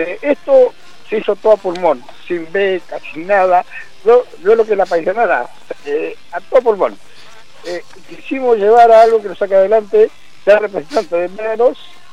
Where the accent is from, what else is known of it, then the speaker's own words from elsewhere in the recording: Chile; now in Argentina; yo soy chileno, no renuncio a nada, sigo.